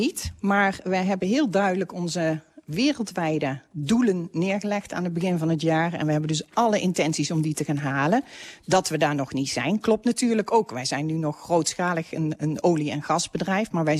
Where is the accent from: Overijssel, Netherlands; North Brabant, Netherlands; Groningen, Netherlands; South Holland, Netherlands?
North Brabant, Netherlands; Helmond; Ik kan me herinneren, ik kom uit Helmond, dat er in Helmond een zonnepanelenfabriek was.